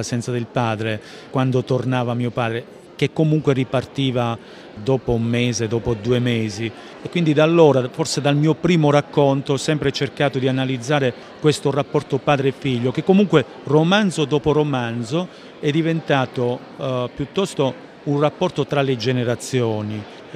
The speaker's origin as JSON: {"language": "Italian", "region": "Calabria", "country": "Italy", "tie": "born or raised there", "said": "una collina dell'Alto Crotonese che si trova tra Ciron Marina e il mio paese d'origine, quindi una collina che si affaccia sullo Ionio"}